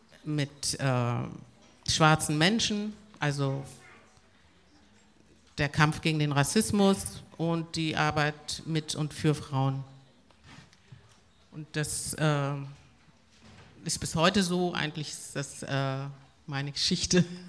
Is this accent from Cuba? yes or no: yes; Havana, La Habana, Cuba; born there; first language Spanish; German is a second language; Ich bin in Havanna geboren, Havanna, Kuba, und bin deshalb muttersprachlich Spanisch. Und bin zum Islam konvertiert. Ich bin eine Black Muslim in 1970.